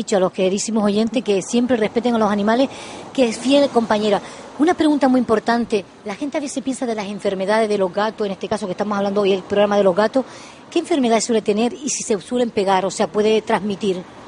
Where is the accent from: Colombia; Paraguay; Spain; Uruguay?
Spain; Canary Islands; yo soy canaria, soy española